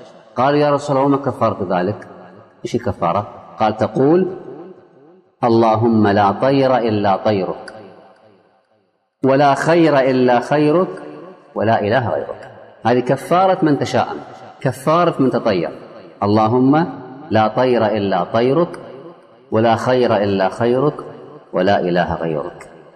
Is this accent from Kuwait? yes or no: yes; Kuwait; عندنا في الكويت اذهب إلى أي مستشفى حكومي مو خاص، حكومي